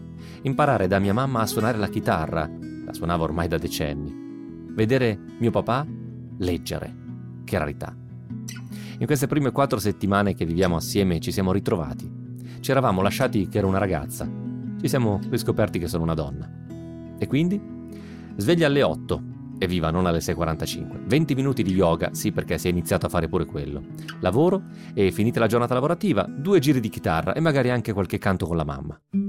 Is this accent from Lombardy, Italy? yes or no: yes; Sondrio, Lombardy, Italy; moved away as an adult; now in Milan, Italy; Erano 9 anni ormai che non passavo 8 settimane intere e consecutive nella mia città natale, Sondrio.